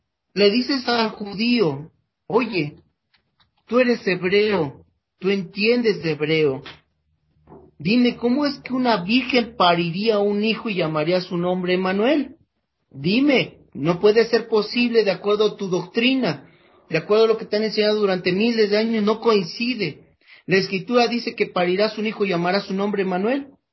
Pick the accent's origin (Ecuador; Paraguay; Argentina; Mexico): Mexico; Nosotros los mexicanos somos, hablamos el castellano, y no porque hablamos el castellano sabemos de palabras castellanas.